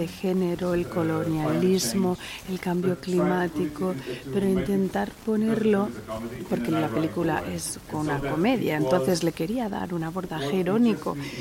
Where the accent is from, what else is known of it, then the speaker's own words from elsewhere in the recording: Portugal; Spanish is a second language; algo que no se había visto en Portugal, en el cine antes, a lo mejor en la cinematografía sí, pero en mi país no.